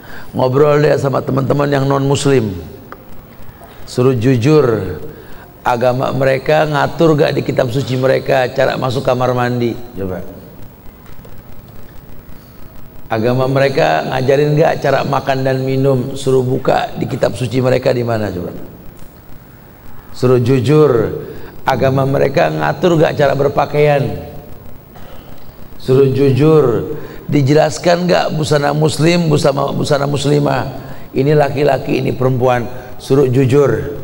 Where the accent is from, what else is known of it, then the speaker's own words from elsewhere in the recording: Jakarta, Indonesia; Ustaz lahir di Jakarta, gede di Jakarta, sampai ke Pekanbaru ketemu sama kalian sama.